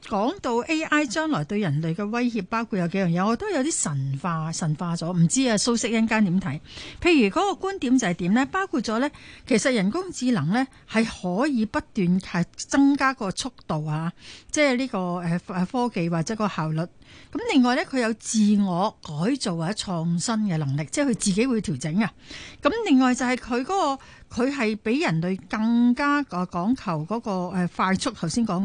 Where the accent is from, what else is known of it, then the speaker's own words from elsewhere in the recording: Jiangxi, China; 咁佢就亦都江西我家鄉喎嚇